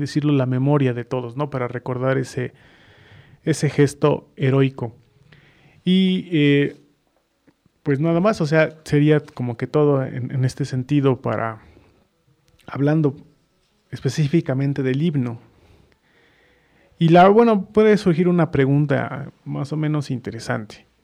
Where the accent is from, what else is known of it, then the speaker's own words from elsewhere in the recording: Mexico; es un símbolo de unión entre nosotros como mexicanos